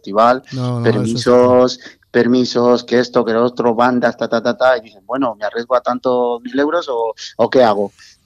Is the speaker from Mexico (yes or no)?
yes; Mexico; now in Spain; yo soy mexicano, en realidad. Mexicano. Llevo aquí viviendo muchos años, llevo 41 años viviendo en España